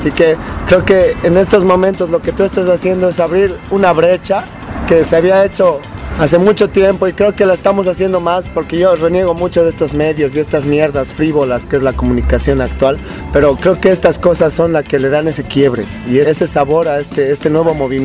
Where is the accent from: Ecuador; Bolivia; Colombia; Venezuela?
Bolivia; nosotros, Bolivia, como bolivianos, hermanos, somos un medio muy pequeño, somos pocos.